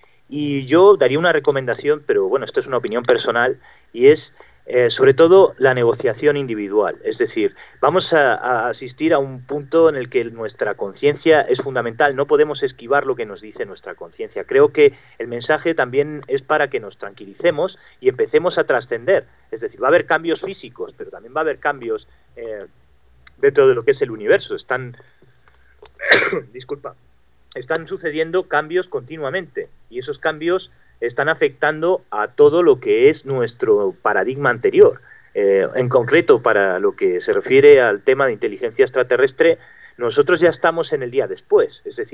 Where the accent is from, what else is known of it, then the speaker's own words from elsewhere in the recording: Madrid, Community of Madrid, Spain; En concreto, los que somos madrileños, tenemos muchísima experiencia con el tema de las tuneladoras.